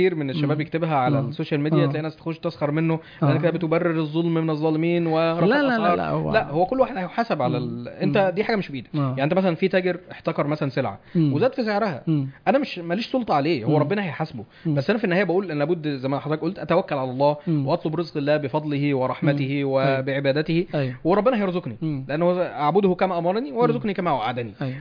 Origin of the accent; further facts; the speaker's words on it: Egypt; واحنا من اهل مصر